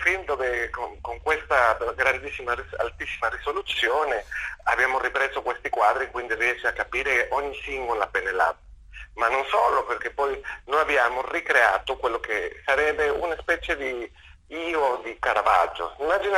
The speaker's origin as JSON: {"language": "Italian", "country": "Mexico", "second_language": "Italian", "said": "stavo chiudendo il film in Argentina, io sono messicano, però vabbè, stavo in Argentina girando questo film"}